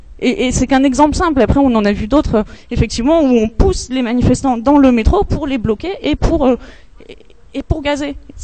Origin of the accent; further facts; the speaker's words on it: Perpignan, Occitanie, France; Moi et mon copain qui est pas là, on vient de Perpignan.